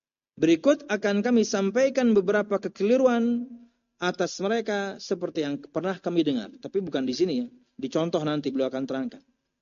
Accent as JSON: {"language": "Indonesian", "town": "Pekalongan", "region": "Central Java", "country": "Indonesia", "said": "Bapak ibu saya Halabiyo, tapi saya lahir di Jawa. Harusnya saya Al Pekalonji, orang Pekalongan ya."}